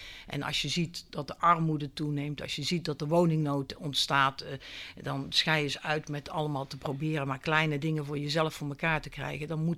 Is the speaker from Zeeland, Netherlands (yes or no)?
no; North Brabant, Netherlands; accent: soft G; moved away as an adult; also born or lived in Delft; En nou ja, u kunt het aan mijn zachte G horen. Ik kom uit het Brabantse land en ik ben op 22-jarige leeftijd richting Delft vertrokken.